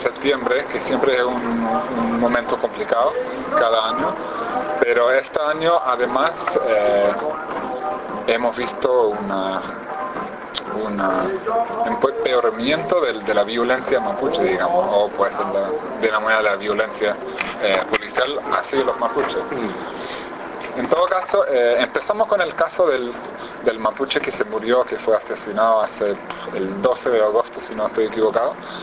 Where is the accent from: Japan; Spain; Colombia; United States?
United States; now in Chile; soy periodista independiente de origen estadounidense, que ya vive hace varios años acá en Chile.